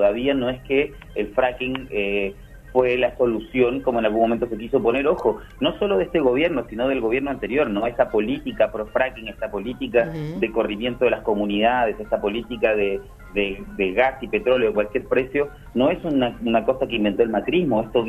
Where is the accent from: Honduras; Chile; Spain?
Chile; De hecho, yo soy chileno, por ejemplo, ¿no?